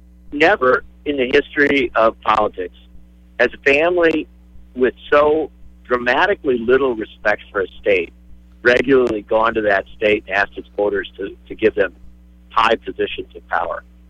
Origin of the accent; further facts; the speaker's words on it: Racine, Wisconsin, United States; born there; I was born over in Racine. You know what I'm saying? When I say I'm a multi-generational Wisconsinite, it's because each generation we were born in Wisconsin.